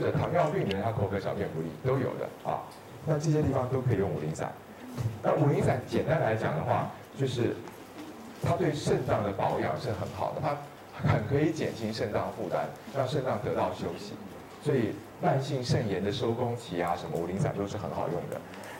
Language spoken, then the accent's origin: Chinese; Taiwan; 而且我们台湾人会说，感冒的时候不但一体的社区量要大